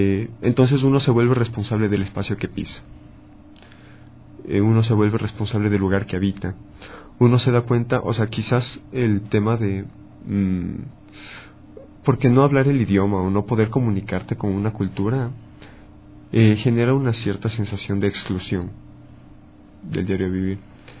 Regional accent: Quito, Pichincha, Ecuador; born there; yo nací en Quito, soy quiteño, nacido.

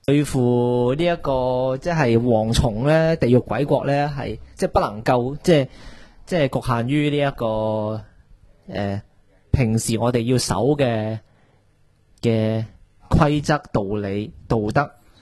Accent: Hong Kong; 梗係驅逐咗呢一啲擾亂我哋香港人日常生活嘅外來嘅人口

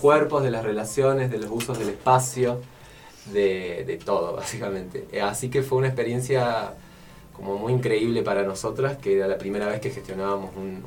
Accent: Córdoba, Argentina; que yo, por ejemplo, que vengo de Córdoba hace muy poco

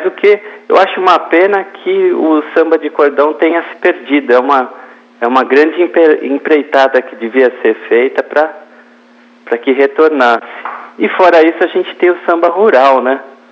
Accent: São Paulo, Brazil; born there; São Paulo mesmo.

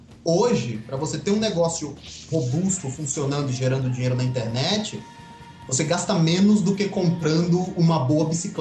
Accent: Alagoas, Brazil; Eu sou de Alagoas

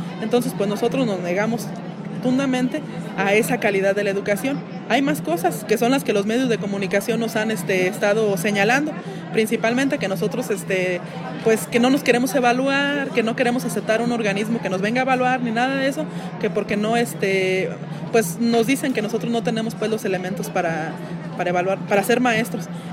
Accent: Michoacán, Mexico; también vengo del estado de Michoacán

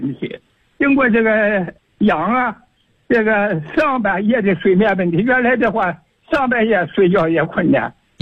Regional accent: Chengdu, Sichuan, China; 我是成都的。成都市的，

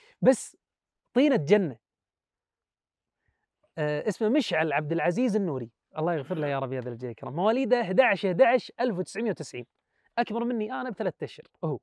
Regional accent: Kuwait; يعني منطقه عندنا بالكويت.

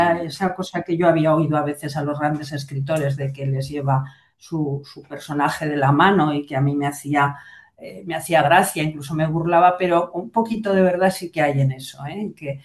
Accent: Aragon, Spain; me muevo muy bien en este ambiente mío, de mi tierra, ¿no? Me gusta Aragón.

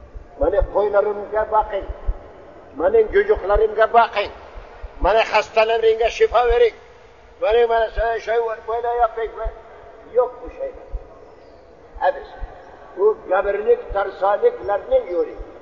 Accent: Bukhara, Bukhara Region, Uzbekistan; Bahavaddin Nakşibendi memleketi benim memleketim, Bukhara'da, Türkistan Garbi'yim, Bukhara'da

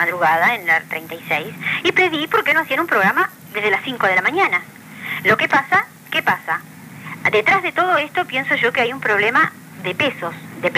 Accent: Uruguay; que somos madrugadores los uruguayos

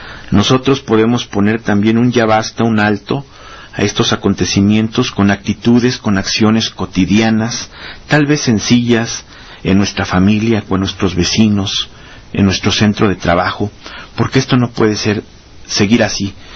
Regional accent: Mexico; da pena como mexicanos

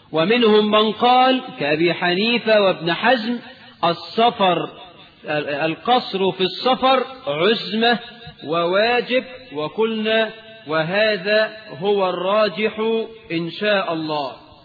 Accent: Egypt; اللهم اجعل بلدنا مصر آمنة مطمئنة

